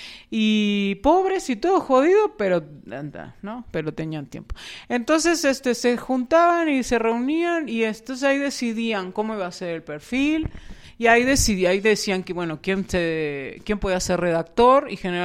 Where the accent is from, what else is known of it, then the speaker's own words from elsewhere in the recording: Uruguay; no, nosotros somos uruguayos